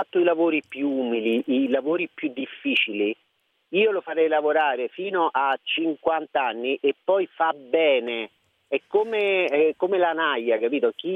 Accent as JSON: {"language": "Italian", "region": "Lazio", "country": "Italy", "said": "io sono dei Castelli Romani, ho iniziato da questa televisione piccolissima"}